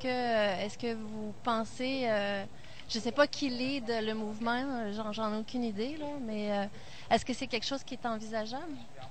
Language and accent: French; Quebec, Canada; Bonjour, moi je suis du Québec, de passage.